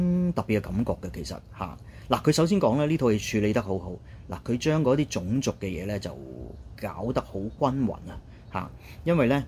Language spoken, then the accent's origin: Cantonese; China; 屋企人你都知啦嚇，我哋中國人啊，即係華裔人嘅社會嚇。